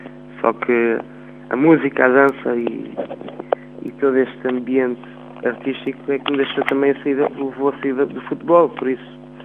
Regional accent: Portugal; porque também sou português e queria que as pessoas sentissem esta musicalidade em português

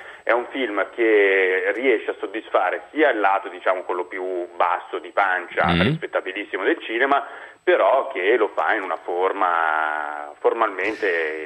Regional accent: Parisieux, Aosta Valley, Italy; now in La Salle, Italy; No, ho cambiato casa, adesso da poco mi sono trasferito sempre in Val d'Aosta, però non più a Parisieux ma a La Salle.

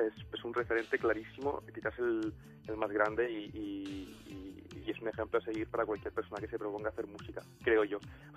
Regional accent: Barcelona, Catalonia, Spain; mi padre es de Roma, es nacido en Roma. Y mira, y soy medio italiano, medio barcelonés, catalán, español, como queráis llamarlo.

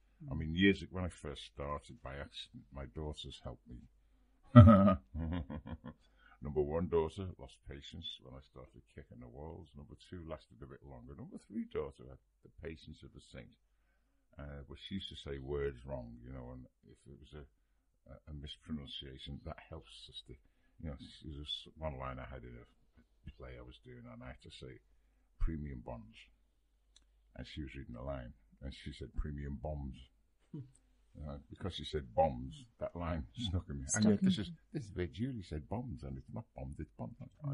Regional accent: Liverpool, North West England, United Kingdom; just because I'm from Liverpool.

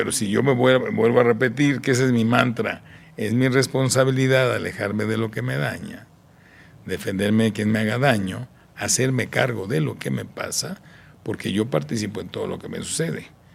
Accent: Tijuana, Baja California, Mexico; Yo crecí en Tijuana, ¿no?

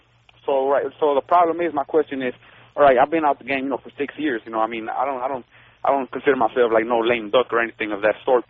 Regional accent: Los Angeles, California, United States; I grew up in South Central LA.

